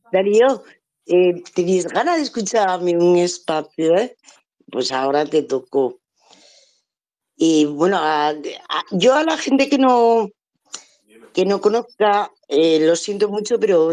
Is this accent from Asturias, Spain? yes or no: yes; Asturias, Spain; first language Asturian; Spanish is a second language; yo hay veces que se me escapa hablar, pues como en mi lengua materna. Yo soy asturiana y muy orgullosa, además.